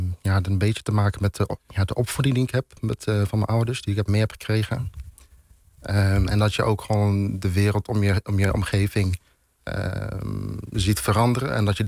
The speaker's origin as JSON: {"language": "Dutch", "town": "Arnhem", "region": "Gelderland", "country": "Netherlands", "tie": "born or raised there", "also_born_or_lived": "Zutphen", "said": "Nou, ik ben geboren en getogen in Arnhem. Ja. En op mijn 13e leeftijd ben ik verhuisd naar Zutphen-Warnsveld."}